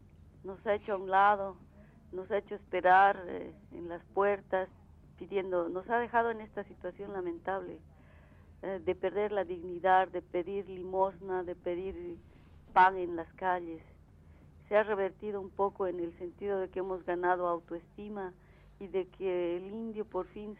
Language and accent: Spanish; Bolivia; Además, sobre él cae la responsabilidad de octubre y de otras movilizaciones que actualmente se dan en mi país.